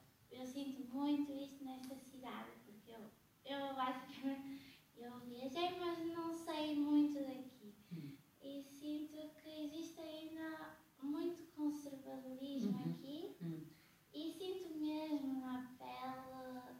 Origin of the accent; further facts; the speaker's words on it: Guimarães, Braga, Portugal; born there; eu nasci aqui em Guimarães.